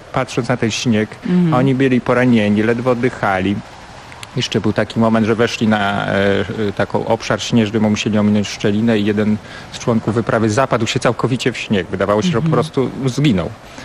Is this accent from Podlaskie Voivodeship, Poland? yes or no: yes; Podlaskie Voivodeship, Poland; na Podlasiu, gdzie się wychowałem, jeszcze w moim dzieciństwie odróżniano wymowie CH i H.